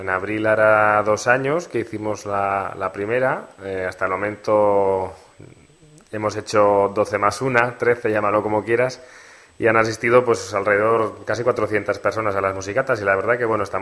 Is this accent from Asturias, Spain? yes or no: no; Nazar, Navarre, Spain; Yo soy de Nazar, como has dicho, y de un pueblo pequeñito del Valle de la Berrueza.